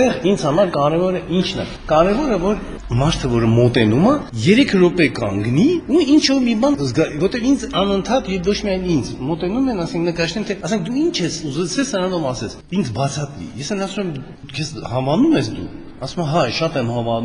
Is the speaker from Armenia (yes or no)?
no; Nagorno-Karabakh, Azerbaijan; ես ծագումով Ղարաբաղցի եմ